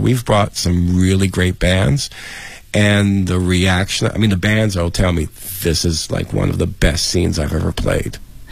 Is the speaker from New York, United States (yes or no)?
yes; New York, United States; now in Beijing, China; Because I come from New York, and to me, New York, the greatest years of New York are the 80s and 90s when punk and hip-hop